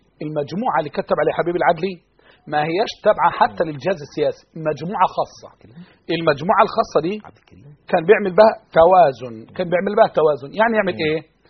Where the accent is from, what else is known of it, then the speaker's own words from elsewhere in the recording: Egypt; أنا بتكلم عن أنا مصري